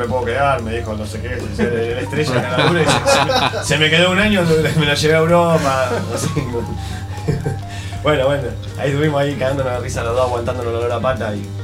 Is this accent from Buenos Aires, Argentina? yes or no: yes; Buenos Aires, Argentina; de donde yo soy, ¿no? Que soy ahí de Buenos Aires. Y fue saliendo así todo, la verdad. Estaba viviendo en Barcelona en ese momento.